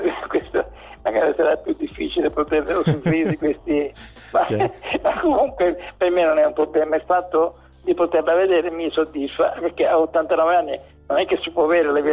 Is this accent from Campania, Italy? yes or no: no; Sicily, Italy; c'è una procedura di un tempo da noi, dalle nostre parti, specialmente in Sicilia